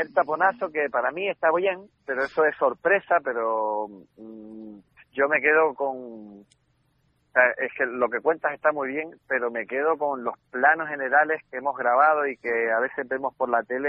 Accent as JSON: {"language": "Spanish", "region": "Canary Islands", "country": "Spain", "said": "iba a decir miles de horas, pero ya se exageraría como buen canario"}